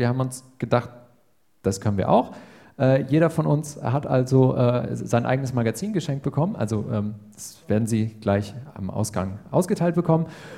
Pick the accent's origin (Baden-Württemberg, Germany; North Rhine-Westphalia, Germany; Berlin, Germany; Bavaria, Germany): North Rhine-Westphalia, Germany; Dinslaken; in der Stadt meiner Kindheit in Dienstlaken beim Fantastival auf der Freilichtbühne